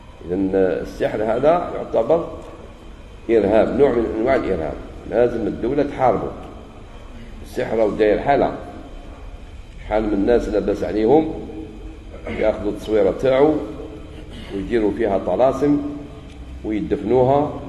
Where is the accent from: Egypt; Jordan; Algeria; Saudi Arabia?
Algeria; من الأشياء الجميلة في بلادنا الجزائر عندنا التجنيد الإجباري